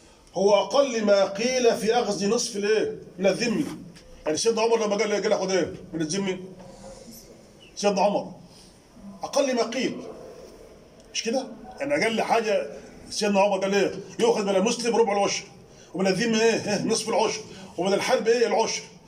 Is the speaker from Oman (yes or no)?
no; Egypt; من ذمه عندنا في مصر وينتقل به الى السعوديه